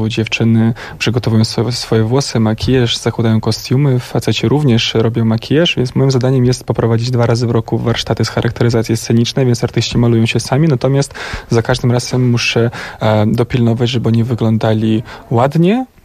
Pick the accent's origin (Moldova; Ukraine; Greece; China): Moldova; now in Poland; Tak, ja pochodzę z Mołdawii. W Polsce mieszkam od 11 lat.